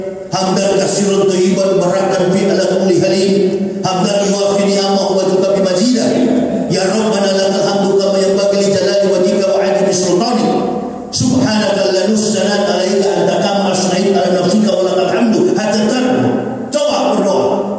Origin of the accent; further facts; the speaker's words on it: Manado, North Sulawesi, Indonesia; Kita orang bersaudara, saya kan orang Manado.